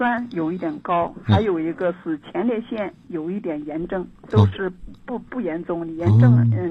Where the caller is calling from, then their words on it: Nanjing, Jiangsu, China; 我是南京的朋友，